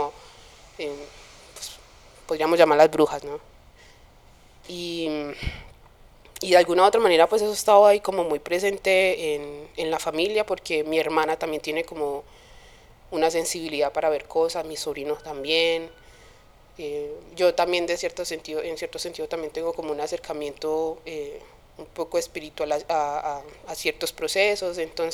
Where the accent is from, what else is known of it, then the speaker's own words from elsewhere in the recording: Medellín, Antioquia, Colombia; born there; Yo nací aquí en Medellín, pero mi familia es casi que un 98% del Pacífico, específicamente de Quibdó y de Tado. Entonces mi familia materna es de Tado